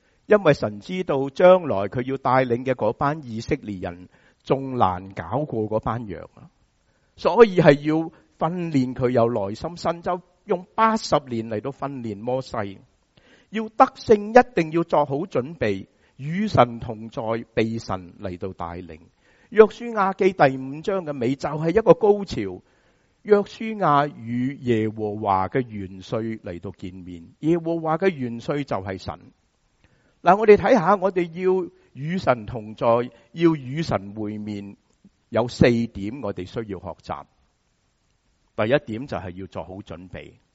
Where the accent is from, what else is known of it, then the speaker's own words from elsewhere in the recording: Hong Kong; 我们香港人怎么说、趁他病就怎么攞他命，是吗？